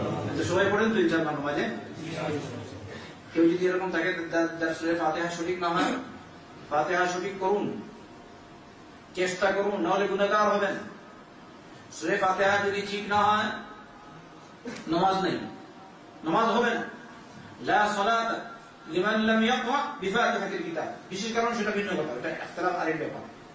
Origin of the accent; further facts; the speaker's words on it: Bangladesh; আমি বাংলাদেশি হিসাবে বাংলাদেশের কথা বলবো, আমার দেশের কত লোক আছে